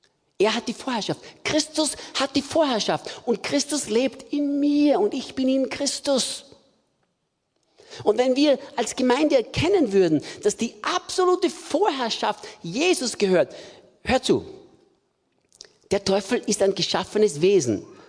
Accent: Austria; now in Germany; Bei uns zu Hause in Österreich würde man sagen, Pudelnockert auszogen.

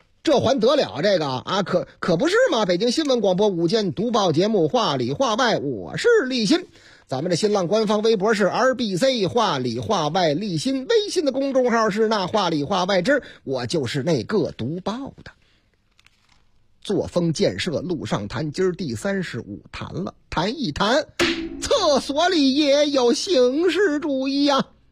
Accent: Fenghuang Village, China; 在我的老家凤凰村，全村常年住在村里的也就20来户人家

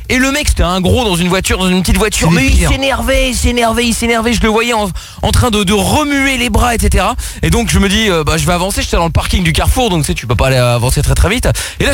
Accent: Portugal; je suis portugais, donc j'ai le sang un peu plus chaud

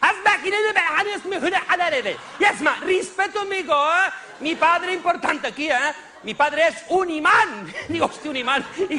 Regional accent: Barcelona, Catalonia, Spain; Me dice, ¿de dónde eres? Digo, de Barcelona.

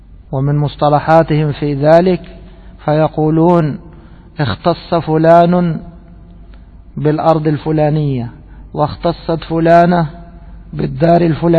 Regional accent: Egypt; عندنا في بلدنا مصر يسمونه المجلس الحاسبي،

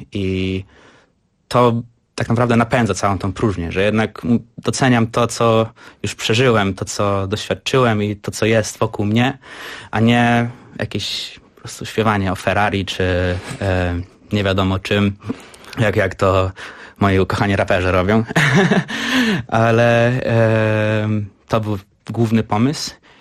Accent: Gdańsk, Pomeranian Voivodeship, Poland; moved away as an adult; also born or lived in Frankfurt am Main; now in Berlin, Germany; urodziłem się we Frankfurcie nad Menem. Aha. Mieszkałem tam przez 6 lat, potem się wyprowadziłem z moją rodzinką do Gdańska i tam całe swoje życie spędziłem, do szkoły chodziłem i w Berlinie mieszkam od września zeszłego roku

